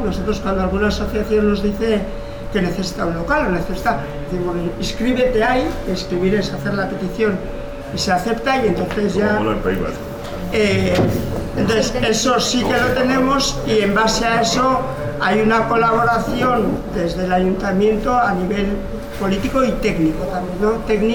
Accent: Hernani, Basque Country, Spain; vengo de Guipúzcoa, de un municipio que se llama Hernani, soy el alcalde.

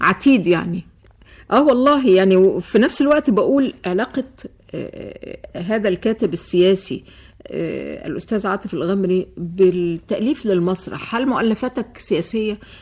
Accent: Egypt; بدات تغير وجهه نظرها بالنسبه للاحوال عندنا في مصر

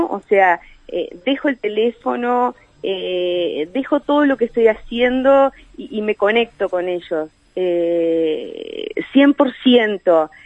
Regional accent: Mercedes, Soriano, Uruguay; yo soy de Mercedes

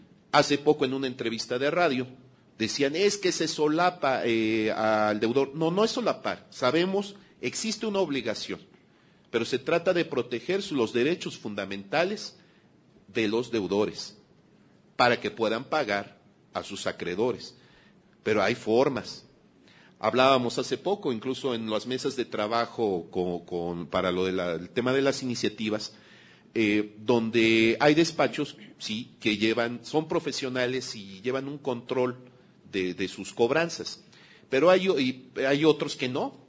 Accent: Mexico; es importante también que hagamos fuerza como mexicanas, como mexicanos

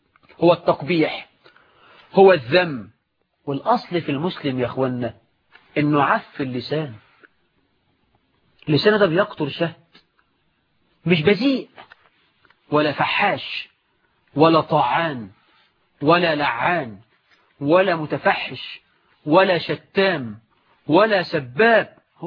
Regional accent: Egypt

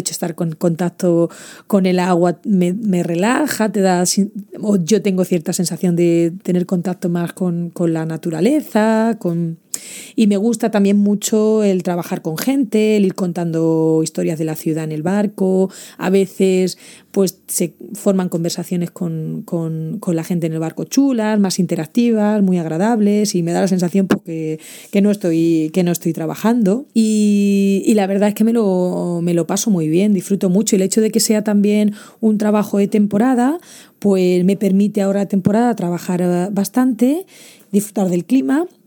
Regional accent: Spain; accent: Spanish; soy la única española hablando por la radio en los barcos, entonces es muy fácil reconocerme el acento español

